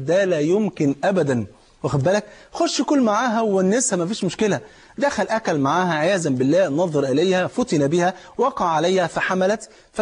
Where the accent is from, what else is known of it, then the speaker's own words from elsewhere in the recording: Egypt; انت عارف الفول عندنا في مصر فرض عين